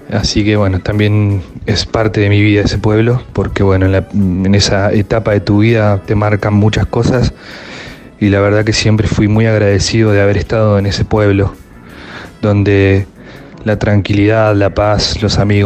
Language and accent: Spanish; Luis Beltrán, Río Negro, Argentina; also born or lived in Viedma; Bueno, soy nacido en Viedma, Río Negro, soy vietmense. Nací ahí. Luego de, digamos, en la primaria, la escuela primaria, cuando empecé primer grado, a mi viejo lo trasladaron en su laburo a un pueblo hermoso